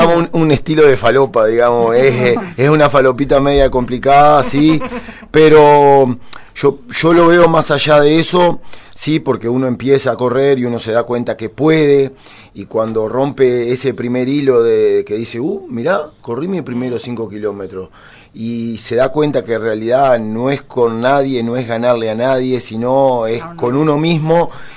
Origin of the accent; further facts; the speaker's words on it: Durazno, Uruguay; mi pueblo, la gente de Durazno, siempre me ha apoyado, siempre ha estado conmigo.